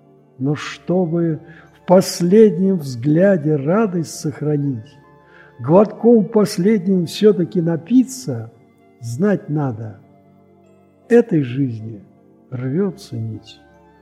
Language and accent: Russian; Moscow, Russia; Я москвич, пенсионер.